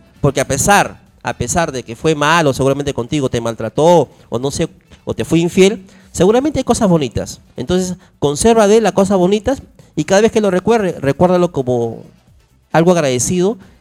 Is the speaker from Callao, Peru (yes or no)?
yes; Callao, Peru; yo nací en el Callao, yo nací en Los Barracones, acá en Carrió Albornoz.